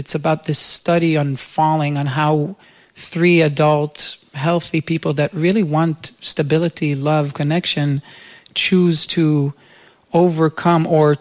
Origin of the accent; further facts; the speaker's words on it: Jerusalem, Jerusalem District, Israel; where I just picked up a guitar and asked, you know, one of these bars in my hometown in Jerusalem if I can play there.